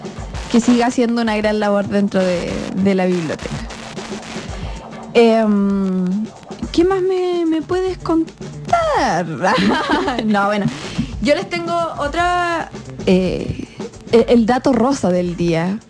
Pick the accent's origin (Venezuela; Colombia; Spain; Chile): Chile; La Cruz, Valparaíso; Pero yo no soy de Viña, yo soy de la Cruz City.